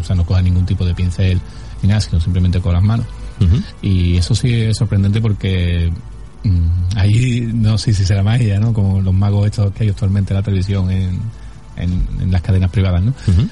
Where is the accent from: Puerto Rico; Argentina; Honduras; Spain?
Spain; Andalusia; yo como soy andaluz